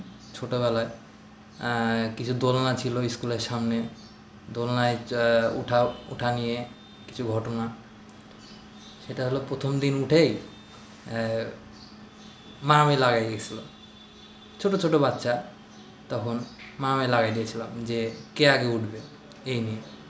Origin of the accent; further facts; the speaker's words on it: Baharampur, Rajshahi Division, Bangladesh; আমার বাড়ি বহরমপুর, রাজশাহী। বহরমপুর ব্যাংক কলোনিতে থাকি আমরা।